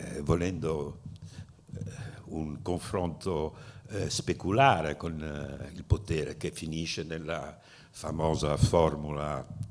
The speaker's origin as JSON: {"language": "Italian", "town": "Genoa", "region": "Liguria", "country": "Italy", "said": "siccome sono genovese di origine"}